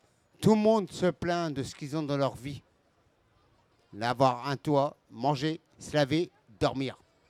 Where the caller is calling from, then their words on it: Laval, Pays de la Loire, France; un Gaulois, la Mayenne, Laval